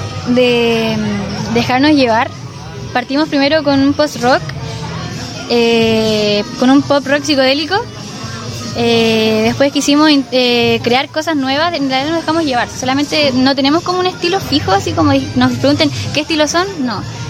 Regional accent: Rancagua, O'Higgins, Chile; si aparte somos acá de Rancagua, y qué mejor que tocar en nuestra región.

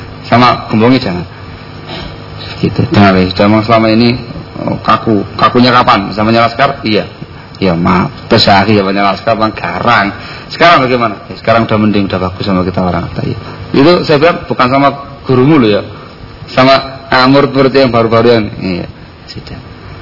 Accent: East Java, Indonesia; Saya orang Jawa Timuran, ngomong di depan orang Solo yang halus kayak gini, dikanyut kasar bahasanya.

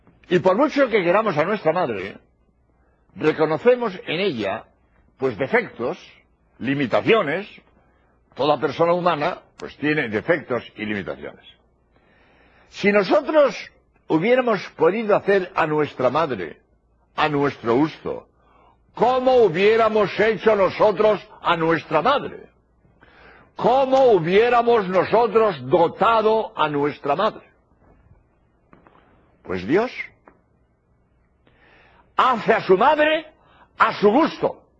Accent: Spain; español y he venido a Birmingham para grabar 13 espacios de media hora

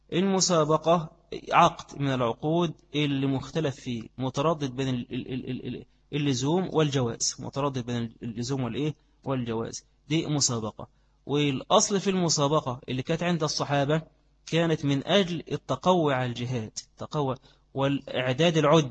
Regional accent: Egypt; وإن كان بخلاف عندنا، عندنا في مصر في وقت القائلة

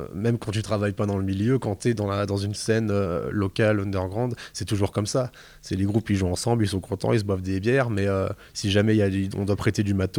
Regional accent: Grand Est, France; Mais oui, il y en a évidemment, et puis même moi, je suis des Vosges

